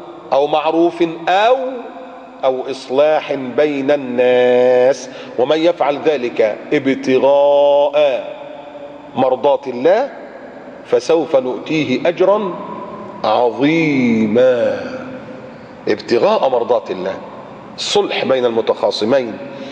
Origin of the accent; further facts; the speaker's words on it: Egypt; بلدنا مصر